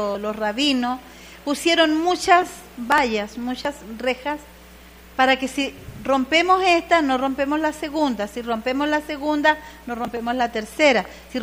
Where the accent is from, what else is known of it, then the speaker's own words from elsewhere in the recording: Venezuela; yo soy latina, soy de aquí, de Venezuela.